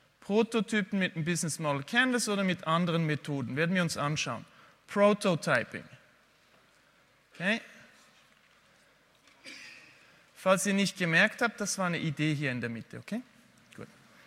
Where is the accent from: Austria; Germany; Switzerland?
Switzerland; Ihr müsst mir schon mal verzeihen, ich habe ein bisschen Mühe mit Deutsch sprechen. Einerseits bin ich Schweizer, aber andererseits spreche ich sehr selten eigentlich Deutsch, weil ich eher im englischsprachigen Bereich unterwegs bin und weil meine Frau und meine Kinder Französisch sprechen.